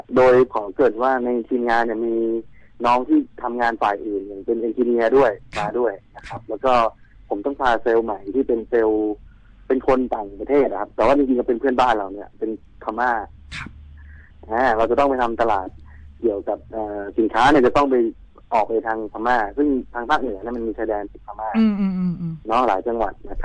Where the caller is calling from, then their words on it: Bangkok, Thailand; โทรมาจากกรุงเทพครับอยู่ถนนนวมินครับ